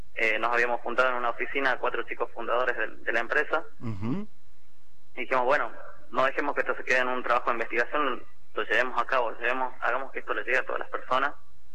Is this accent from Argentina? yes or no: yes; La Quiaca, Jujuy, Argentina; Sí, mirá, yo soy de La Quiaca.